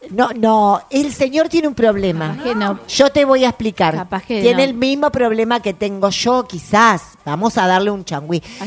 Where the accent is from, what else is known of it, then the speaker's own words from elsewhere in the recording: Argentina; por qué nosotros como argentinos no tratamos de abrir un poquito las especies al mundo